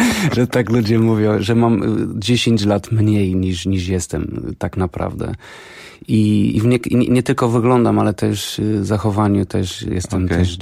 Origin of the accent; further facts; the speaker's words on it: Porto, Norte, Portugal; Polish is a second language; now in Warsaw, Poland; jestem z Porto w Portugalii i mieszkam w Warszawie.